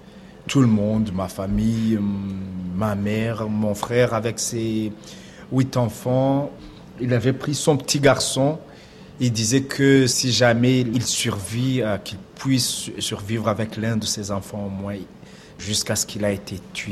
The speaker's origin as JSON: {"language": "French", "town": "Bisesero", "region": "Western Province", "country": "Rwanda", "moved": "as an adult", "said": "Obisesero, c'est la campagne, ce sont les éleveurs. C'est une région qui a pu combattre, qui a pu résister pendant le génocide."}